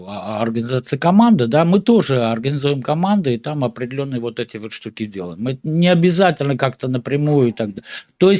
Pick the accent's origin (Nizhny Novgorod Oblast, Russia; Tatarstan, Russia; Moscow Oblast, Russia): Nizhny Novgorod Oblast, Russia; я вот из Нижегородской области, там 5 поселений